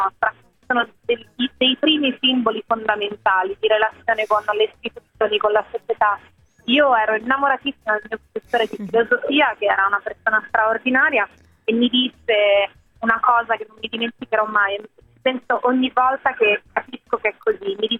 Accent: Rome, Lazio, Italy; che sono romana, vivevo ancora a Roma quando ho fatto la maturità

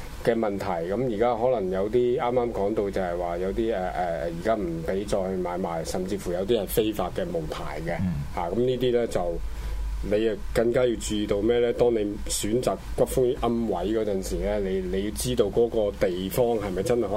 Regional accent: China; 我哋中國人會講禁忌

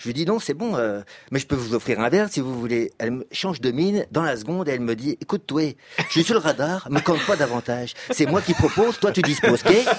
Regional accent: Paris, Île-de-France, France; moi, en tant que Parisien superbe, hautain et stratège

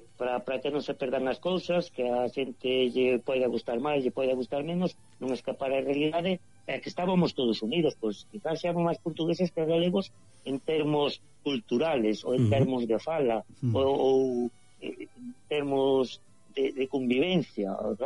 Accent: Galicia, Spain; Sí, que é unha riqueza e non podemos ter vergoña de ser galí.

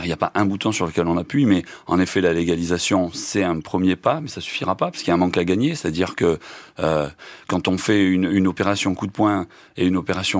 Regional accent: Marseille, Provence-Alpes-Côte d'Azur, France; Je suis marseillais.

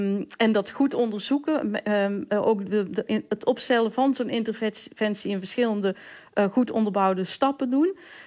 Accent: Valkenswaard, North Brabant, Netherlands; Ik kom zelf uit Valkenswaard.

